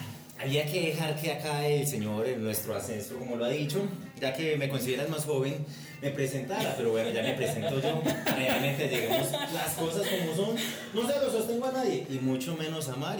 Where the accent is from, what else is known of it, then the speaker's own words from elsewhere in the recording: Antioquia, Colombia; also born or lived in Itagüí; En Colombia yo realmente llevo unos 25 años, creo que desde que nací. Nací en Itagüí, ido para Santa Cruz, luego para Manrique y nuevamente para Santa Cruz